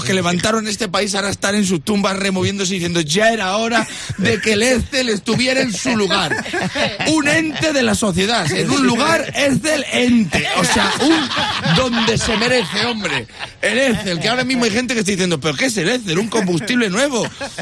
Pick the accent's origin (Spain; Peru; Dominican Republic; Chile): Spain; Vamos a hablar de que somos felices los españoles.